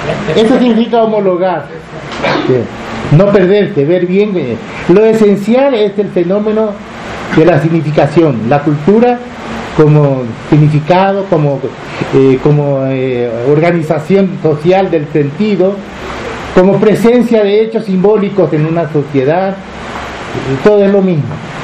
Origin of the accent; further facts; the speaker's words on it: Paraguarí, Paraguay; born there; el lugar donde yo nací, que ni siquiera es un pueblo, es lo que aquí llamaría, ¿cómo se llama? Una, como la ranchería dispersa